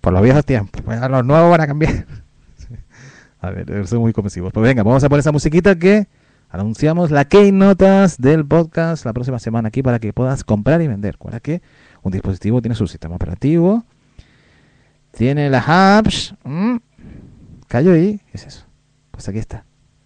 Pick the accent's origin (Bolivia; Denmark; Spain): Spain; Canary Islands; Es que nosotros ahí, como somos canarios, ¿eh? Nos cuesta ahí para...